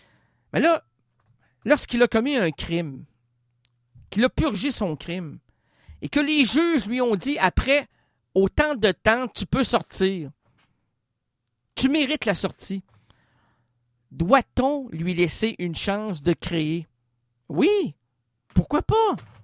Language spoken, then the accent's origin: French; Quebec, Canada; je suis un Québécois, et je suis peiné de voir que le Québec te ferme.